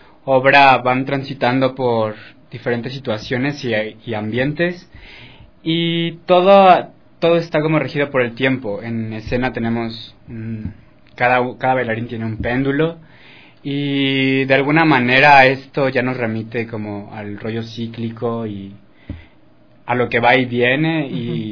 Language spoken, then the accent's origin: Spanish; Mexico; moved away as an adult; yo estaba estudiando artes escénicas en México, yo soy mexicano.